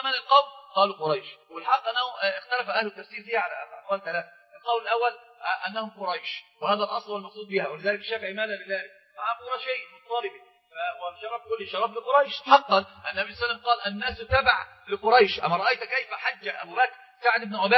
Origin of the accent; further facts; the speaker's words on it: Egypt; عندنا في مصر في مثل مشهور جدا